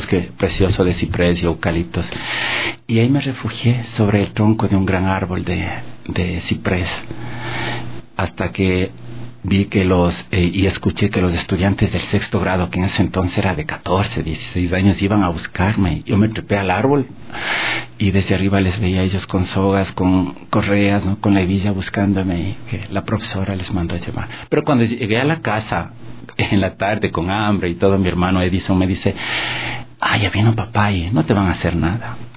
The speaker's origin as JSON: {"language": "Spanish", "town": "Quito", "region": "Pichincha", "country": "Ecuador", "tie": "born or raised there", "also_born_or_lived": "Salinas", "said": "Yo soy de Salinas, del Valle del Chota. Tenía 4 años cuando venimos acá a Quito."}